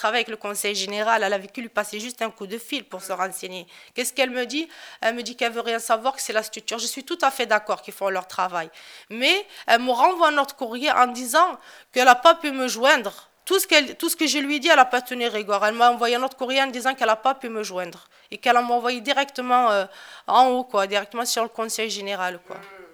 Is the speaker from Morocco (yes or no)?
yes; Morocco; comme je suis toute seule, en plus, je suis marocaine